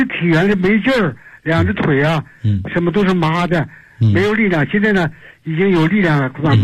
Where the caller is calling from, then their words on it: Beijing, China; 我是北京的学员。